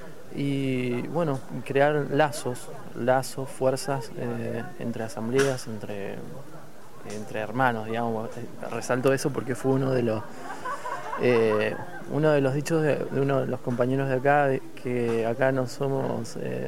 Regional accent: San Luis, Argentina; también de la provincia de San Luis

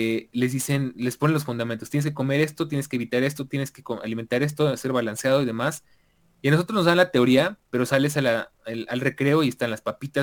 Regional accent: Mexico; como latinoamericanos y más como mexicanos

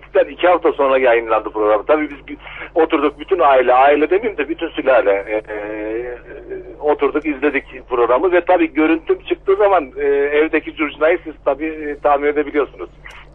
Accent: Ankara, Turkey; Ben 47 yaşında Ankaralıyım.

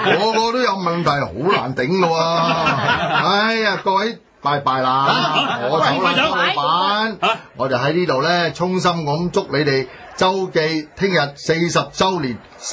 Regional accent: Hong Kong; 因为呢我喺香港土生土长几十年

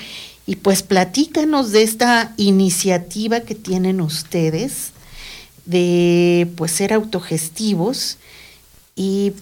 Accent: Mexico City, Mexico; Aquí lo que me ha tocado vivir desde que salí de la Ciudad de México y radicar acá

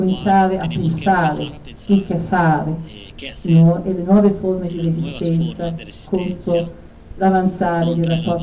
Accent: Oaxaca, Mexico; Vengo da Oaxaca e a Oaxaca mi dicono è la seconda città in Messico per numero di donne uccise

